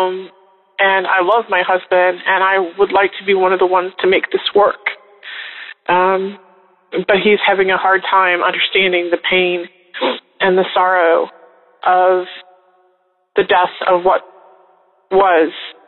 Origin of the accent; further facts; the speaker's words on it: Chicago, Illinois, United States; I'm from Chicago.